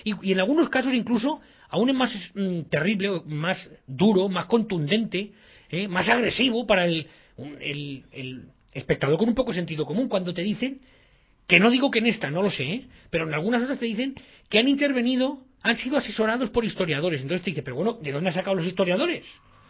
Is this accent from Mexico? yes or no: no; Spain; como español, que me toque la historia me toca las narices